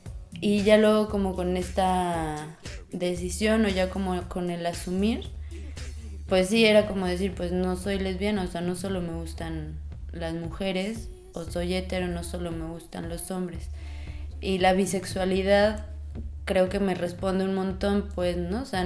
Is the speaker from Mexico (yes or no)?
yes; San Luis Potosí, Mexico; Soy de San Luis Potosí